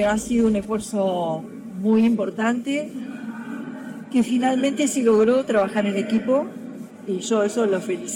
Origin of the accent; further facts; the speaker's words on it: Uruguay; lo que es importante es lo que estamos aprendiendo como uruguayos en este momento